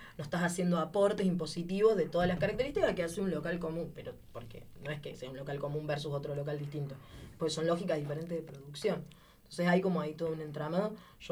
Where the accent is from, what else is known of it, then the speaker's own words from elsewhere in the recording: Córdoba, Argentina; a mí personalmente vengo de Córdoba, que es bastante represivo